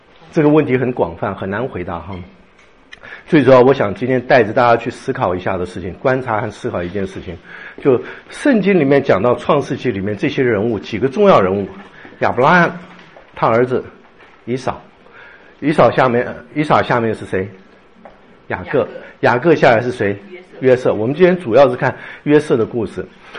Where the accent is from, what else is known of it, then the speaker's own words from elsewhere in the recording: China; 我们是从中国来的，大部分中国来的